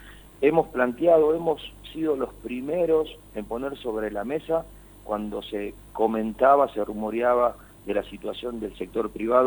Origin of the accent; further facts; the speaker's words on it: Gálvez, Santa Fe, Argentina; vos vas a Buenos Aires y le decís soy de Gálvez, pero te puedo asegurar que no saben en qué lugar del mapa uno se encuentra